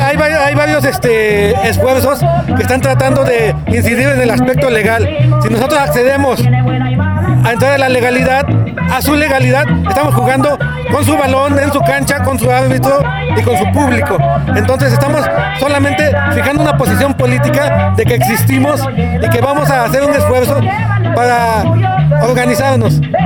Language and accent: Spanish; Oaxaca, Mexico; vengo de Oaxaca.